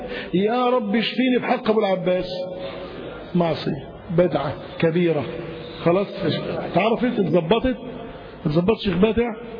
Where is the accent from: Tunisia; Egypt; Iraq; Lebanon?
Egypt; يبقى الناس عندنا في مصر فيهم بلاوي كثيرة جدا